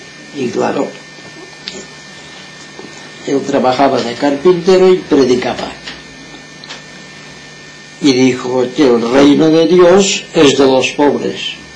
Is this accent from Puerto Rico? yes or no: no; Inca, Balearic Islands, Spain; estamos en Palma de Mallorca. Yo, el que os habla, soy mallorquín, nací en el pueblo de Inca en el año 1918, ahora tengo 82 años de edad. He trabajado toda mi vida de yesero.